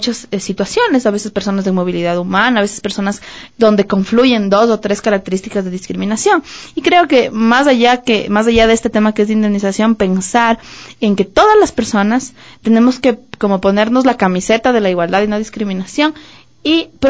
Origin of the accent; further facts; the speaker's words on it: Ecuador; todos como ecuatorianos, cuando veamos un acto de discriminación